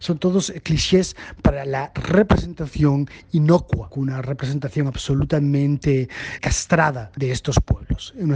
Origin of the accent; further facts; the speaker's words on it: Galicia, Spain; yo vengo de la periferia de Europa, yo soy gallego, de una de las regiones más pobres de Europa